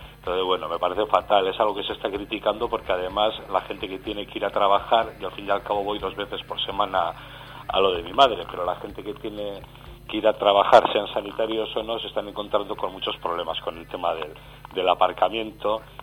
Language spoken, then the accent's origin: Spanish; Bilbao, Basque Country, Spain; yo soy de Bilbao, soy de Deusto, pero vivo en Repélega desde hace ya 3 años.